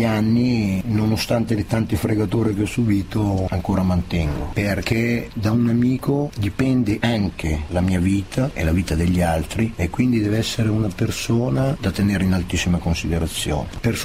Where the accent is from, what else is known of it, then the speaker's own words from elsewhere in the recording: Milan, Lombardy, Italy; born there; Io è vero, sono nato a Lambrate, non mi sento vicino a Lambrate, mi sento molto più vicino al Giambellino